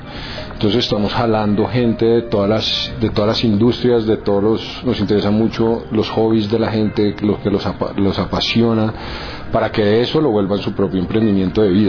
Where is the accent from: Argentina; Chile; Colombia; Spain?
Colombia; nosotros como colombianos somos emprendedores